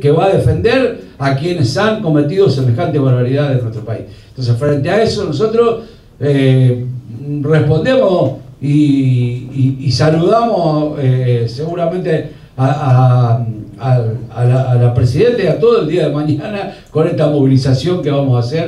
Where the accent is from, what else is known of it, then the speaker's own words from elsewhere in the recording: Argentina; por lo menos a mí como argentino me dieron vergüenza ajena